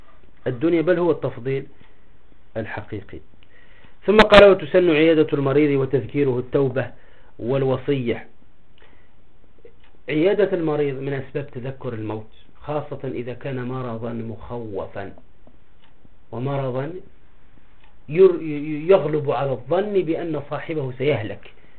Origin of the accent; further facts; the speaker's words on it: Tunisia; من القصص عندنا في تونس مؤخرا